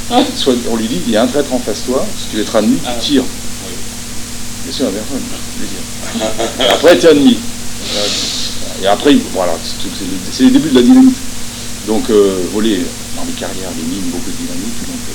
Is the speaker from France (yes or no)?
yes; Le Creusot, Bourgogne-Franche-Comté, France; also born or lived in Montchanin; Moi, je suis né au Creusot. Hein. Je suis né au Creusot, moi. Ouais, je suis creusotin.